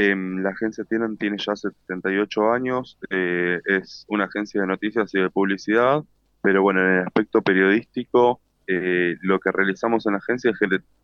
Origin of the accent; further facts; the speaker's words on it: Buenos Aires, Argentina; Yo soy de Buenos Aires